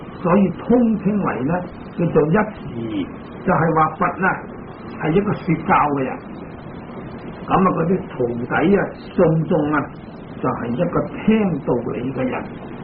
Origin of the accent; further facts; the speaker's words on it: Hong Kong; 我们香港人中午十二点就是在美国呢